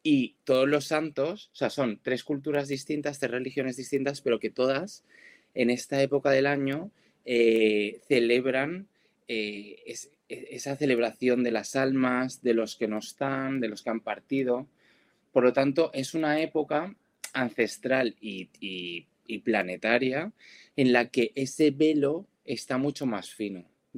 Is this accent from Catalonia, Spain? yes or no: no; Valencia, Valencian Community, Spain; Ahora que estábamos nombrando lo de la Dana aquí en Valencia, yo que soy de Valencia